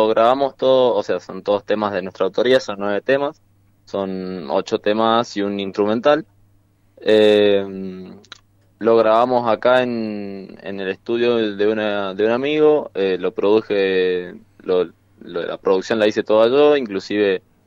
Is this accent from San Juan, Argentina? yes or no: yes; San Juan, Argentina; yo soy de San Juan, así que vamos a encontrar viejos amigos